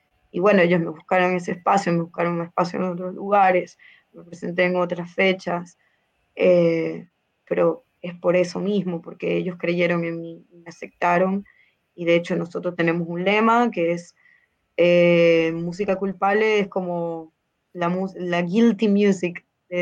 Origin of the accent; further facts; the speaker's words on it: Maracaibo, Zulia, Venezuela; yo soy de Maracaibo, Estado Zulia, que es la costa oriental del lago allá en Venezuela